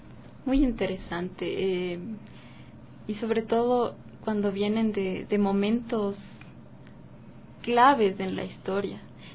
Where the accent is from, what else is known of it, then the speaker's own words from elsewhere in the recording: Ecuador; Los ecuatorianos somos muy luchadores